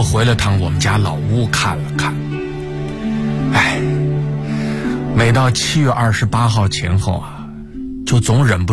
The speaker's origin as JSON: {"language": "Chinese", "town": "Tangshan", "region": "Hebei", "country": "China", "said": "对我们唐山人来说，41年前的今天就是噩梦啊。"}